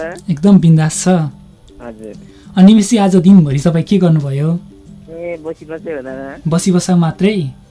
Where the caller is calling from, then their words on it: Makwanpur, Bagmati, Nepal; मकानपुरबाट